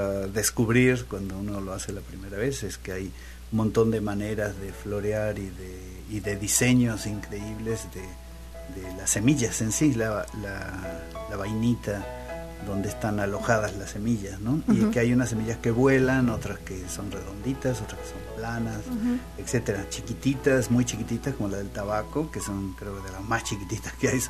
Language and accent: Spanish; Argentina; born there; moved away as an adult; Nací en Argentina